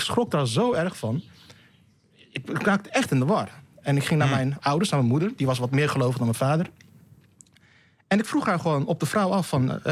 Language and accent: Dutch; Rotterdam, South Holland, Netherlands; Toen ging ik naar de BIEB, Rotterdam-Zuid, in Lombardije, waar ik ben opgegroeid.